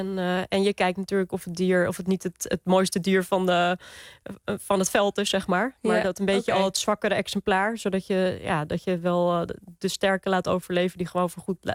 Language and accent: Dutch; North Holland, Netherlands; Dit riet wuifde in de Kalverpolder. En dat is in de Zaanstreek. Daar ben ik opgegroeid.